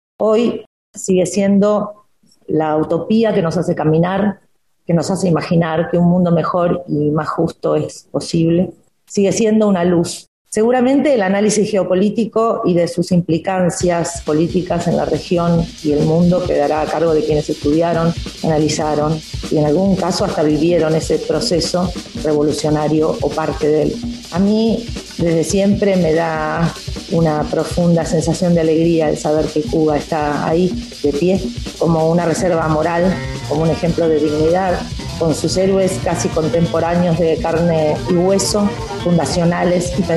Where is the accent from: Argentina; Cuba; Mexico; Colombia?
Argentina; Como argentinas y como argentinos, como artistas sensibles